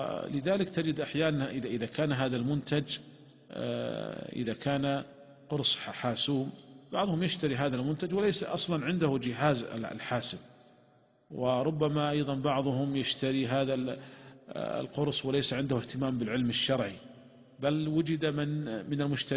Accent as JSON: {"language": "Arabic", "country": "Saudi Arabia", "said": "وعندنا في المملكة العربية السعودية وزارة التجارة منعت هذه الشركات"}